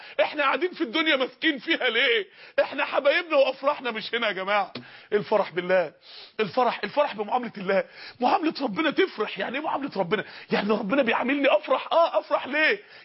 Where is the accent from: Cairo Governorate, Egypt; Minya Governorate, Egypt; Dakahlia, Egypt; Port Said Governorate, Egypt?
Dakahlia, Egypt; Mansoura; احدى النساء الفاضلات عندنا في المنصورة